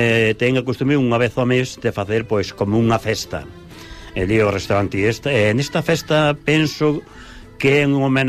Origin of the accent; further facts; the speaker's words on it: Navia, Galicia, Spain; Se o dies por min, eu son de Navia.